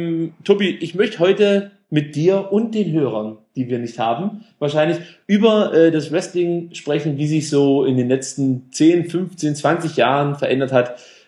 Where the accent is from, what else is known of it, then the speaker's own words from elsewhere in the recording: East Germany, Germany; Ich komme ja aus dem Wilden Osten.